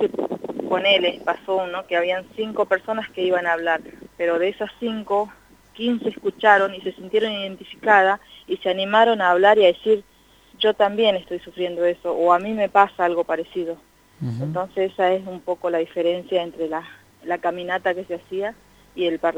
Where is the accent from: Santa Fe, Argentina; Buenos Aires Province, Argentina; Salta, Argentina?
Salta, Argentina; Orán; now in General Pico, Argentina; yo soy quechua, aba guaraní, o sea, tengo mi mamá quechua, mi papá aba guaraní. Soy de Salta, de Orán precisamente, pero estoy viviendo en General Pico hace ya 18 años.